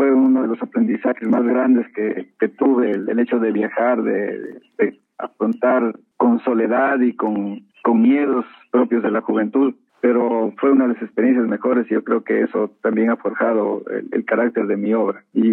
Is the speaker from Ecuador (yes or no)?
yes; Loja, Ecuador; also born or lived in Quito / Netherlands; Y luego, bueno, salí de Loja hacia Quito. Ahí estuve un tiempo en un taller de cerámica, y luego regresé a Loja y de ahí hubo una oportunidad de hacer un viaje hacia Holanda